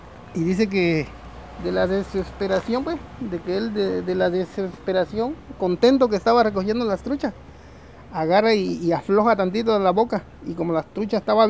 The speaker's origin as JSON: {"language": "Spanish", "town": "Paso Novillo", "region": "Oaxaca", "country": "Mexico", "tie": "born there", "said": "yo nací en Paso Novillo, San Lucas Ojitlán, Oaxaca. Y pues ahora radico aquí en la sección primera de San Lucas Ojitlán. … Tengo 46 años de edad."}